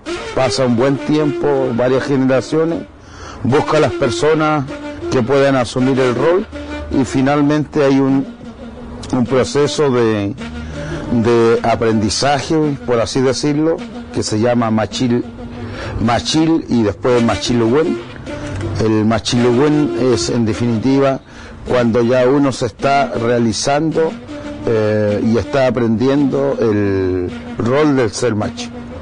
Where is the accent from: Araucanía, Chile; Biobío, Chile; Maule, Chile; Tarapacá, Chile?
Araucanía, Chile; Los Pichenco; vengo del Los Pichenco, que queda cerca de Carahue, por el lado de Ngulumapu.